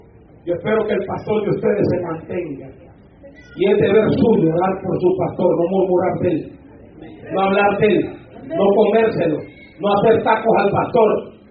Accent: Honduras; Le pedí baleadas, porque soy hondureño, los hondureños comemos baleadas y macheteadas.

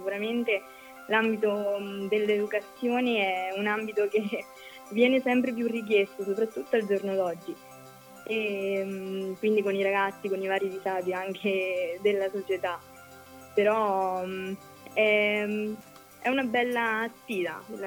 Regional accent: Monte San Giusto, Marche, Italy; Veniamo da Monte San Giusto, che è un paese in provincia di Macerata, quindi dalle Marche.

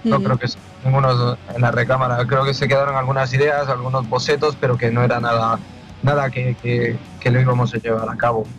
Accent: Quito, Pichincha, Ecuador; now in Almería, Spain; Yo soy de Ecuador y soy de Quito. Llevo aquí ya 18 años.

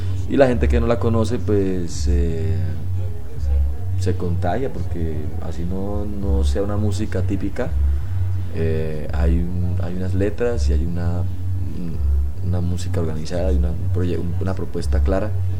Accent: Santander, Colombia; hay una vereda que se llama La Tigra por allá cerca en Santander, a mi pueblo.

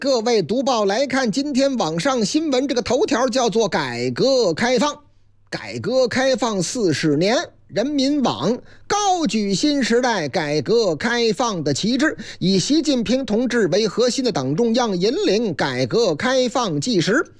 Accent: Shanxi, China; 晋鲁豫就是我老家山西

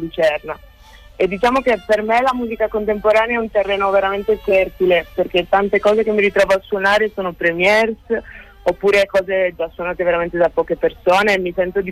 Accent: Sardinia, Italy; Ricordo da bambina, essendo cresciuta in Sardegna, ogni volta che dovevo lasciare la mia isola era sempre un evento

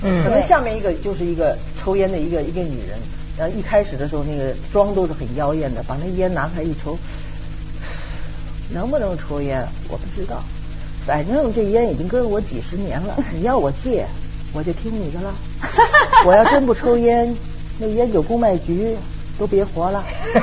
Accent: China; 因为我是中国人嘛

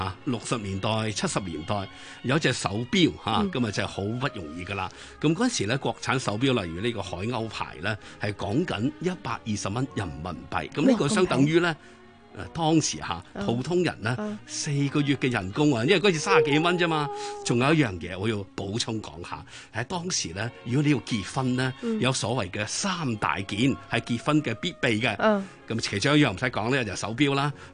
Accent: Tianjin, China; 喺天津，哇，我家鄉添嚇

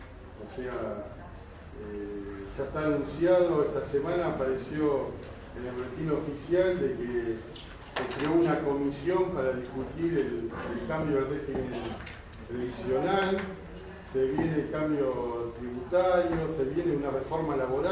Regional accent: La Matanza, Buenos Aires Province, Argentina; nosotros somos de La Matanza

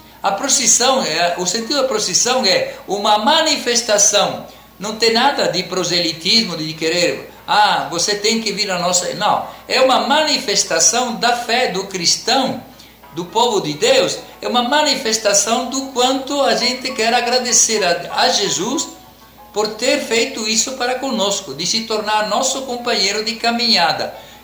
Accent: Italy; Portuguese is a second language; Em outros países, por exemplo, lá na minha terra, essa festa sumiu na quinta-feira e se celebra sempre no domingo seguinte.

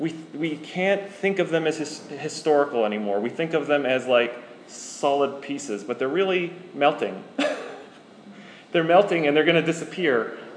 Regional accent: Canada; I think of them like ice, because I'm Canadian.

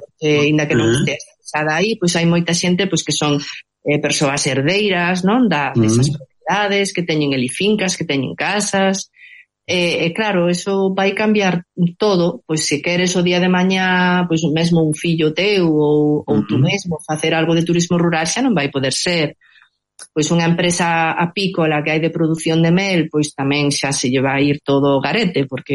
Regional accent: Covas, Galicia, Spain; que sabedes que eu son do Couto Misto, é de Covas, dos Blancos, non?

